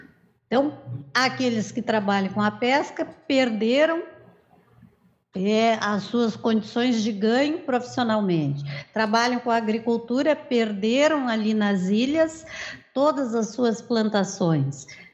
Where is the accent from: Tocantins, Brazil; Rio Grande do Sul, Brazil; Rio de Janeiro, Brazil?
Rio Grande do Sul, Brazil; Eu sou gaúcha do litoral aqui.